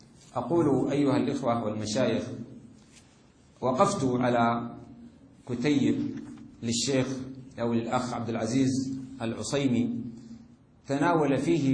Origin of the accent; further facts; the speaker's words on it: Sudan; وأنا أرى هذا بظهور أو بوضوح في بلدي السودان